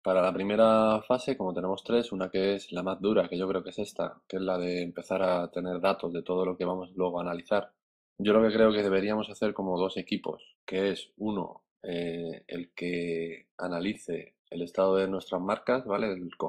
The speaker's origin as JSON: {"language": "Spanish", "country": "Spain", "said": "todos los que estamos aquí somos españoles menos vosotros dos"}